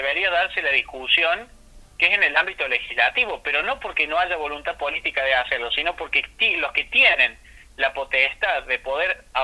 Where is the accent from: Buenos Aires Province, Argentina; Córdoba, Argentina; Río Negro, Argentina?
Córdoba, Argentina; si yo me voy, que soy de Córdoba, se me ocurre tomar agua de una cabaña, que me voy un fin de semana a Tanti